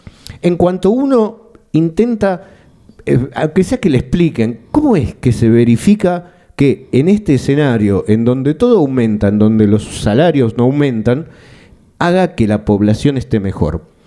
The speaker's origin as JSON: {"language": "Spanish", "country": "Argentina", "also_born_or_lived": "Gijón", "said": "Esto lo digo porque de alguna manera usted se dará cuenta por mi acento. Aparte de ser de Gijón, soy de Argentina."}